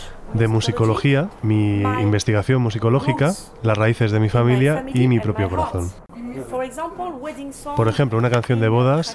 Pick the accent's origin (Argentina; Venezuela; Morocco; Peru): Morocco; also born or lived in Algeria; yo vengo de Marruecos, Argelia, así que he escuchado mucha música y muchas canciones sefardíes de jaquetía